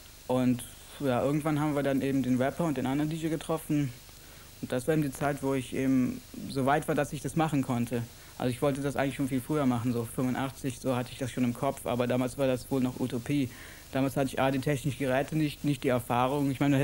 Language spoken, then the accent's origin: German; Germany; ich komme aus Deutschland. Es ist nicht meine Schuld, dass ich aus Deutschland komme, aber deswegen kann mir keiner verbieten, Hip-Hop zu machen oder Rap-Musik.